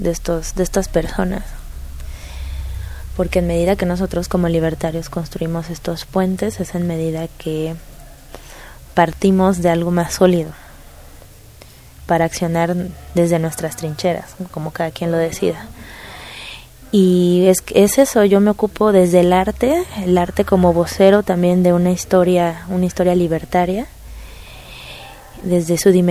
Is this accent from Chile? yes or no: no; Veracruz, Mexico; reforzar mis lazos libertarios con mi ciudad natal, que es el puerto de Veracruz